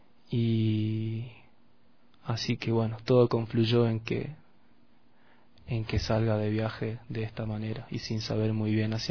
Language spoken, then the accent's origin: Spanish; La Caldera, Salta, Argentina; salí de La Caldera, salí de Salta con un grupo muy querido de amigos de ahí del pueblo